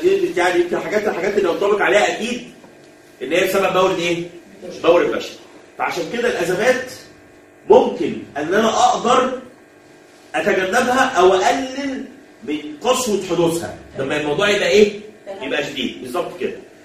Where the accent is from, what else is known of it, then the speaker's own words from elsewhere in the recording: Egypt; واحنا كمصر يعني انت احنا كمصريين وكعرب من اكتر الحاجات اللي بتزعلنا ان احنا مش مستثمرين